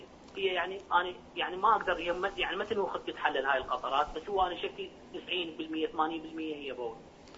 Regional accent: Hillah, Babylon Governorate, Iraq; يعني مثلا أنا من الحلة إذا أروح الكربلة أصلي تمام

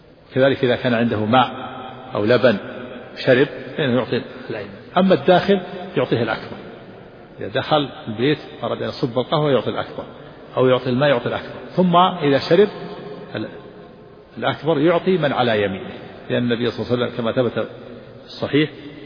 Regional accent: Saudi Arabia; لا يوجد عندنا في الجنوب في تهام الشجر في الشوارع في المملكة

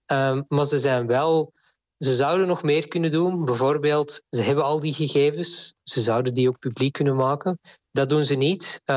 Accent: Belgium; Ik ben zelf Belg

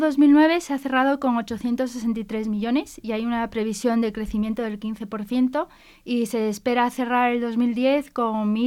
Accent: Quito, Pichincha, Ecuador; Es precioso, sobre todo Quito, que es de donde soy yo, es muy, muy bonito.

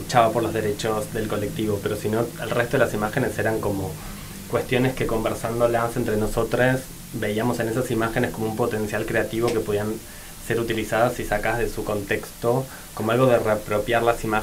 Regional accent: Argentina; moved away as an adult; now in Basque Country, Spain; yo soy de Argentina y vine a hacer el máster este en 2022, entonces tenía que durante este año y medio que iba a estar en el País Vasco

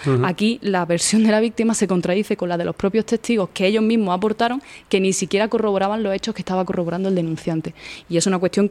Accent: Spain; Yo soy española porque la ley dice que son españoles los hijos de padre y madre español, y mi padre es español, pero mi madre no es española, es de Nicaragua.

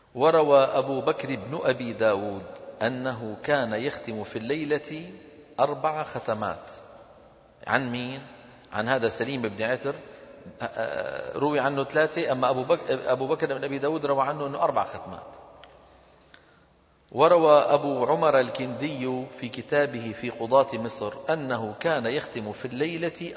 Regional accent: Damascus, Damascus Governorate, Syria; أنا من دمشق وحلب تبعد عننا تقريبا 400 كيلومتر،

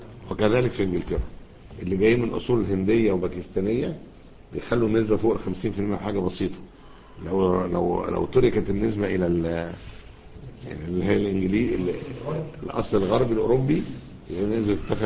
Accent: Alexandria, Alexandria Governorate, Egypt; أخت من عندنا في اسكندرية هنا

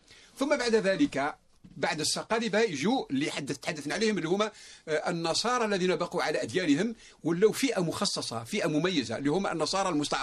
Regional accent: Morocco; مشهورة حتى عندنا في المغرب

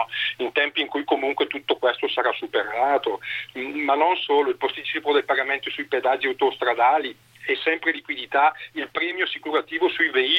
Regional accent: Bergamo, Lombardy, Italy; Guarda, io do il dato di Bergamo, visto che sono di Bergamo.

